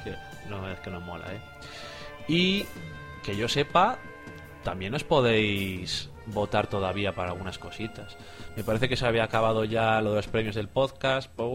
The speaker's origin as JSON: {"language": "Spanish", "town": "Burgos", "region": "Castile and León", "country": "Spain", "tie": "born or raised there", "said": "Que nací y crecí en Burgos y ahí hace falta ser muy duro para sobrevivir."}